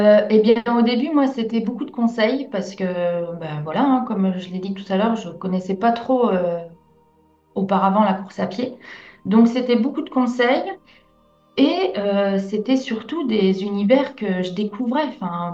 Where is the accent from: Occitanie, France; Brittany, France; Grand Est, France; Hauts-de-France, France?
Brittany, France; on dit que je suis bretonne et tout ça, mais il y a un défaut.